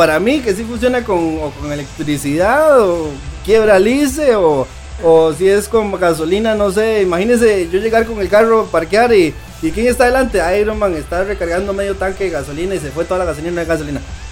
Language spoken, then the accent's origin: Spanish; Costa Rica; Para los que nos escuchan en otros países, bueno, sí, somos ticos.